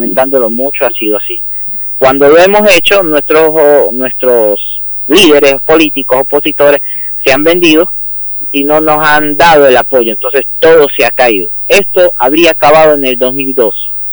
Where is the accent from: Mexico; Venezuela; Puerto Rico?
Venezuela; moved away as an adult; now in Tandil, Argentina; Bueno, yo vivo en Tandil y ya cumplí un año de vivir en Tandil. Yo me vine de Venezuela